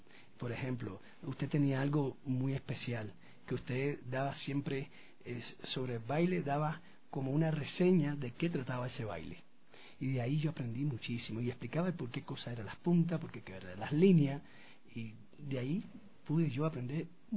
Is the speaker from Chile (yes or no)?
no; Cuba; now in Ecuador; soy cubano y llevo en Ecuador unos 22 años ya acá en Ecuador. Ecuatoriano que cubano ya.